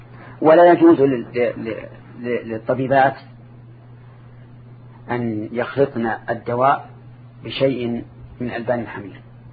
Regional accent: Saudi Arabia; لكن عندنا في السعودية

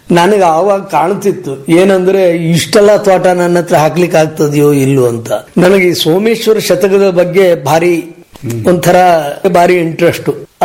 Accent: Hasanagi, Karnataka, India; ನಾವು ಮೂಲತಃ ಕರಡಿಗೆ ಮನೆ ಮತ್ತು ಹಾಸನಗಿಯವರಾಗಿದ್ರು. ಮೂಲತಃ ಹಾಸನಗಿಯವರು.

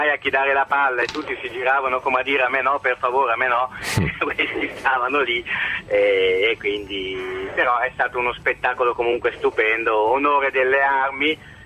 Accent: Milan, Lombardy, Italy; born there; now in Rome, Italy; io sono un romilanista, nel senso che sono nato a Milano, ma vivo a Roma da 10 anni.

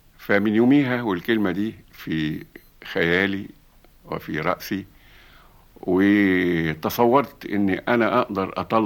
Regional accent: Egypt; ده كلمة بنقولها إحنا يا مصريين

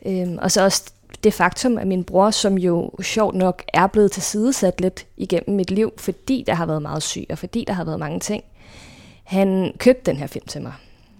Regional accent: Glostrup, Capital Region of Denmark, Denmark; born there; Jeg blev født på Glostrup sygehus en decemberdag

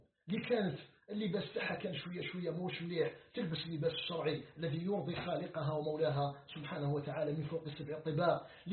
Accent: Algeria; في خضم هذه المحنة التي يعيشها العالم بأسره، ومن بينها بلدنا الجزائر.

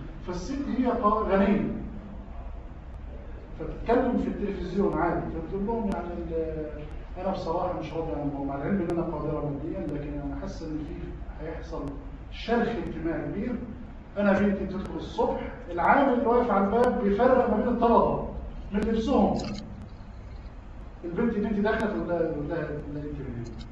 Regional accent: Egypt; هديك مثال يا اخي عندنا في مصر الان صيغه بيعملوها منيله.

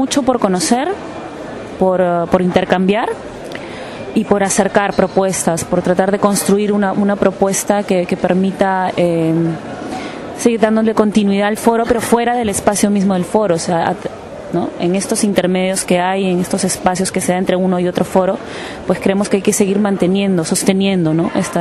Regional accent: Peru; soy de Perú

